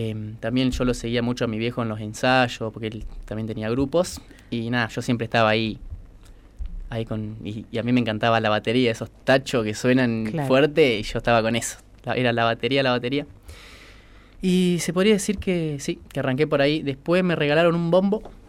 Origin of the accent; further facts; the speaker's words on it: Quemú Quemú, La Pampa, Argentina; also born or lived in Pico; Bueno, yo digo que soy de Quemú, pero porque viví la mayoría de mi infancia en Quemú, así que yo para mí soy de Quemú, pero en realidad nací en Pico.